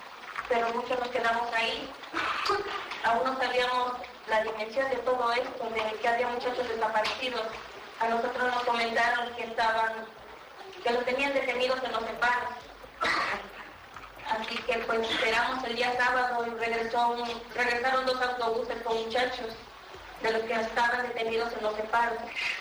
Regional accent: Mexico; Nosotros como mexicanos ya no estamos dispuestos a continuar con esto

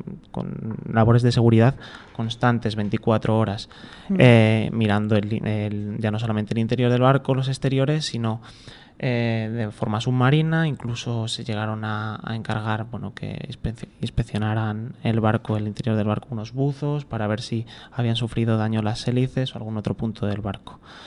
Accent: Spain; soy ciudadano del Estado español

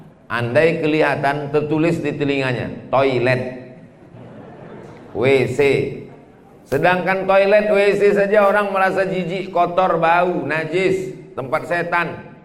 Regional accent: Pekanbaru, Riau, Indonesia; now in Makassar, Indonesia; Di Pekanbaru, Riau, kampung saya, azannya 10 menit lagi baru sholat subuh. Kita di Makassar sudah selesai sholat subuh

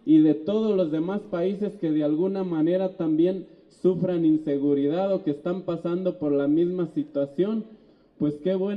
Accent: Santa Clara del Cobre, Michoacán, Mexico; Venimos del municipio de Santa Clara del Cobre

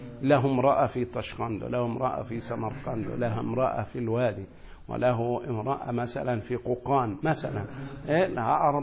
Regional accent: Asyut, Asyut Governorate, Egypt; يعني أنا مثلا الآن سأرجع إلى مصر، نسأل الله السلام، عندما أدخل إلى مصر سأبقى فيها أقل من 15 يوما في بلدي أسيوط.

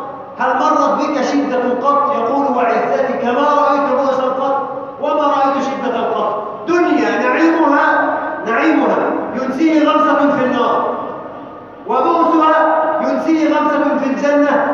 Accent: Egypt; اللهم اجعل بلدنا مصر امنا جمالا سلما سلاما سخاء رخاء

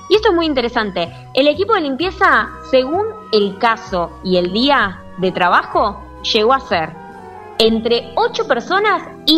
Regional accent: Argentina; innovamos como argentinos, bien argento

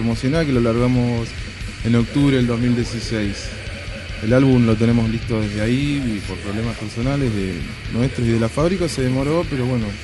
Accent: Choele Choel, Río Negro, Argentina; Y yo soy de Río Negro, de Cholechuel.

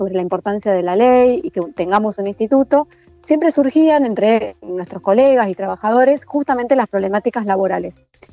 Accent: Córdoba, Argentina; now in Buenos Aires, Argentina; yo soy de Córdoba, nací en Córdoba, me formé ahí, me perfeccioné en el taller del San Martín desde el 2001, entonces ahí me traslado a vivir a Buenos Aires

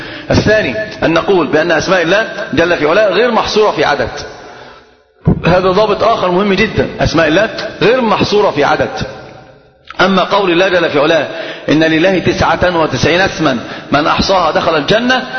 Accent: Egypt; وعندنا في مصر الكلام عجيب

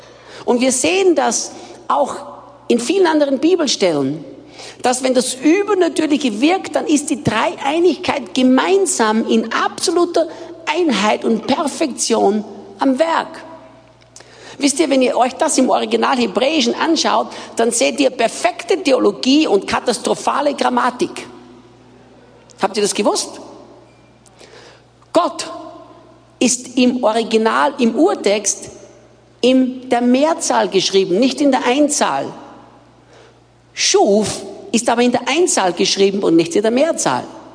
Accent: Austria; now in Brazil; für die, die mich nicht kennen. Ich bin Österreicher, bin in Österreich geboren und aufgewachsen

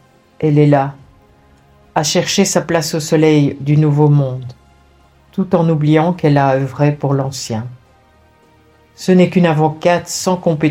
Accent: Belgium; Ils sont même venus jusque chez nous en Belgique pour s'occuper de notre opposition contre les Belges une fois.

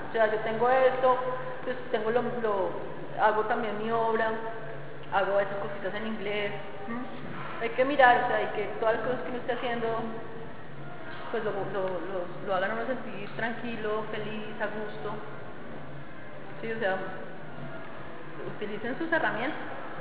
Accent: Colombia; me lo merezco como ciudadana colombiana

